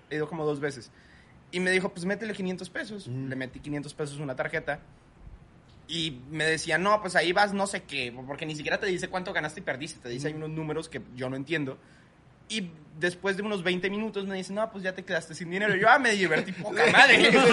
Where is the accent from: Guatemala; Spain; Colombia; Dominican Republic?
Colombia; now in Monterrey, Mexico; Algo muy curioso de México, yo soy de Colombia